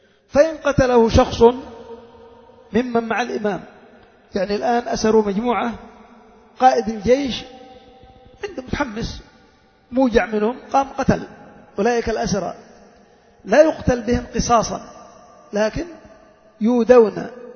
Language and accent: Arabic; Yemen; لأن الناس مثلا عندنا في اليمن